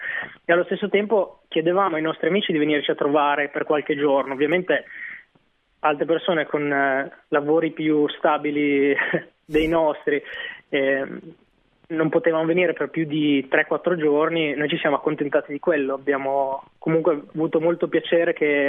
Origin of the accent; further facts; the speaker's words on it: Reggio Emilia, Emilia-Romagna, Italy; Noi siamo tutti e due di Reggio Emilia.